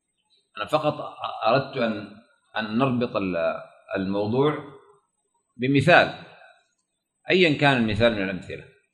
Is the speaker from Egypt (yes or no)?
no; Sudan; وعندنا في السودان فيه إشكالية